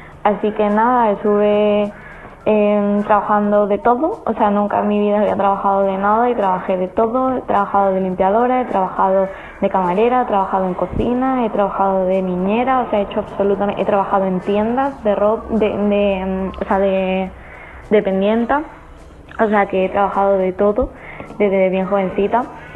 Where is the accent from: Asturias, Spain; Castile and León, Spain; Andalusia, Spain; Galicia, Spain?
Andalusia, Spain; Málaga; moved away as an adult; now in Brisbane, Australia; tengo 21 añitos y me vine a Australia hace 3. Llegué con 18 años recién cumplido. Soy de Málaga y me vine a vivir a la ciudad de Brisbane con mi pareja.